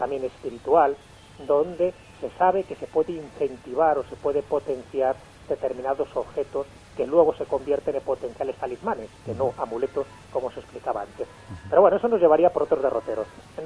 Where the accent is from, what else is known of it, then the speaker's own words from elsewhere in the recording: Valderas, Castile and León, Spain; que es la patrona de mi pueblo, un pueblo de León, de Valderas.